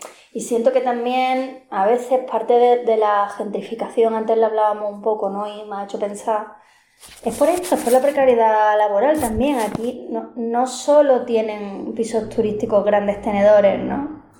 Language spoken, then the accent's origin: Spanish; Málaga, Andalusia, Spain; bueno, yo soy de Málaga, ¿no?